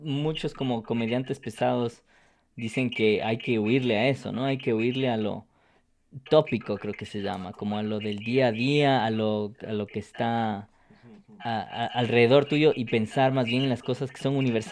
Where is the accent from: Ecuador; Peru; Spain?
Ecuador; qué chusco que somos los ecuatorianos